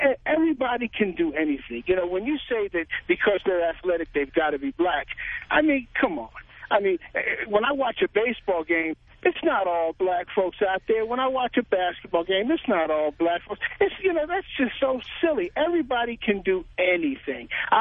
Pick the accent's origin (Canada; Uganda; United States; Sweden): United States; New York; now in California, United States; I'm being from New York, you know, transplanted to California.